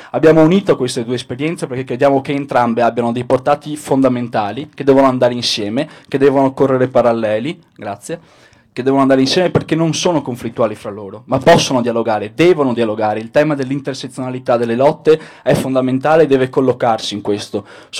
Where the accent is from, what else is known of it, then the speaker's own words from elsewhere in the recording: Venice, Veneto, Italy; vengo da Venezia, dove da poco abbiamo concluso un'esperienza molto importante